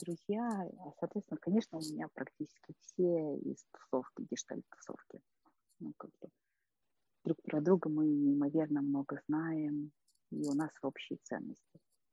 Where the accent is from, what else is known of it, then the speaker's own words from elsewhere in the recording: Saint Petersburg, Russia; Это какой-то мир, когда вот там ходила все детство в Эрмитаж, да, а сейчас я думала, ну да, вот сначала был очень интересен этот египетский зал.